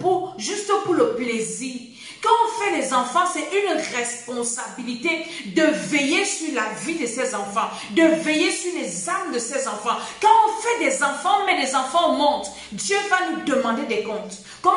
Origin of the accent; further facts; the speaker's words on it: Cameroon; Je suis camerounaise.